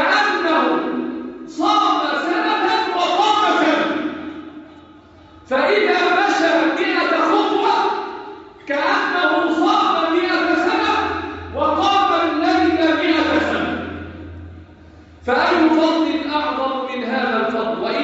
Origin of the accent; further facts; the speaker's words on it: Egypt; واحفظ بلدنا مصر